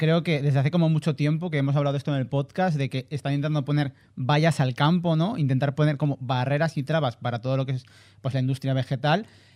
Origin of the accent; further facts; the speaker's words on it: Guatemala; No, yo vengo de Guatemala.